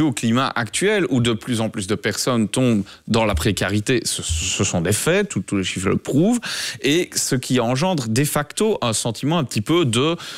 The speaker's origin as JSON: {"language": "French", "town": "Liège", "region": "Wallonia", "country": "Belgium", "said": "je vous prends l'exemple d'où je viens, de la ville de Liège"}